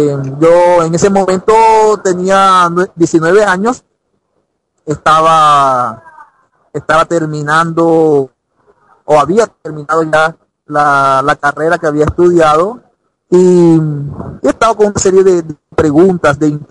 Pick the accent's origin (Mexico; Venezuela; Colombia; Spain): Colombia; Cartagena, Bolívar; Soy nacido y malcriado en Cartagena, Colombia, allí un hermoso punto de la Latinoamérica